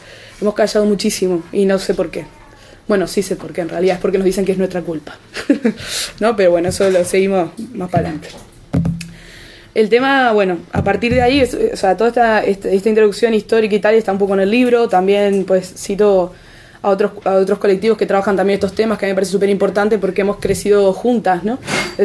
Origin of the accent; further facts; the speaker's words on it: Uruguay; now in Tenerife, Spain; el 15M de Tenerife, donde yo vivo. Bueno, habrán notado que tengo un acento raro, soy de Uruguay, vivo en Tenerife, tengo una mezcla importante de acentos.